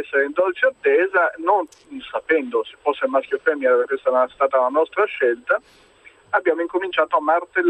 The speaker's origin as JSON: {"language": "Italian", "town": "Turin", "region": "Piedmont", "country": "Italy", "said": "Ma io ho intenzione di fare due giri, tanto sono di Torino, mi viene facile."}